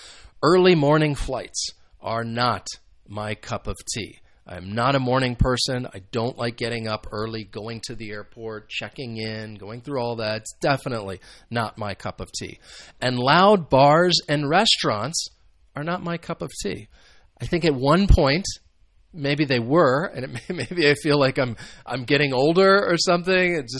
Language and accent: English; United States; And I'm sure American football is very popular in the United States, which is where I am from.